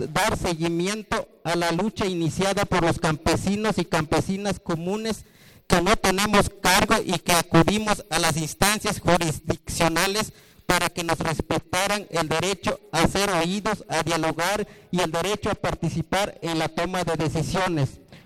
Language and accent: Spanish; Santiago Apóstol, Oaxaca, Mexico; soy presidente de la CUPUDA y vengo de la población de Santiago Apóstol.